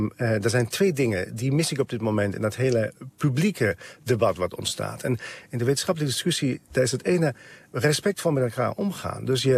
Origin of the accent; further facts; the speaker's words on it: Germany; now in Netherlands; Ik kom uit Duitsland, ik wil terug en ik wil ook meenemen wat ik hier heb geleerd.